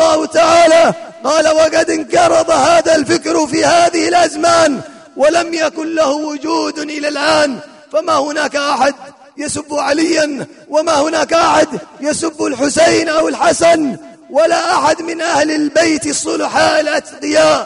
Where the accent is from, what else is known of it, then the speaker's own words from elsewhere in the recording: Hadhramaut, Yemen; في بلادنا هذه بلاد حضرموت